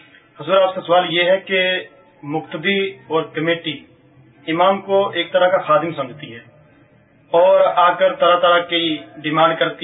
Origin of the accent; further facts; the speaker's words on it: Gujranwala, Punjab, Pakistan; اور میں گجراوالا کا رہنے والا ہوں،